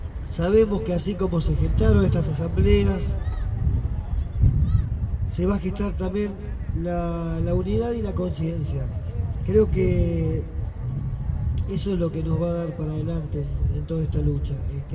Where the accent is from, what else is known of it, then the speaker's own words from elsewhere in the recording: Andalgalá, Catamarca, Argentina; cuando salimos nosotros de Andalgalá, o sea, nos juntamos para ir.